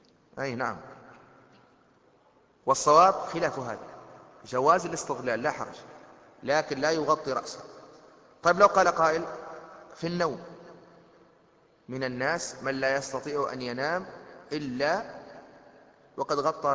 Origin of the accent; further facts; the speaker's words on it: Tunisia; المظلة السعف هذه المظلة المعروفة عندنا في تونس